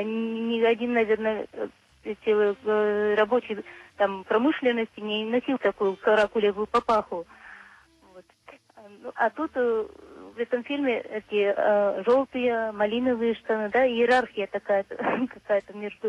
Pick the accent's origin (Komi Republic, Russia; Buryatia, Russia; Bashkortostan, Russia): Komi Republic, Russia; Syktyvkar; Я из Сыктывкара.